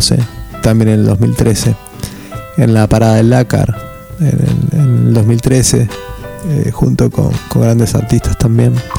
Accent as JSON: {"language": "Spanish", "town": "Luján", "region": "Buenos Aires Province", "country": "Argentina", "said": "Nosotros somos de Luján y queríamos representar dentro de las letras ese tipo de cosas"}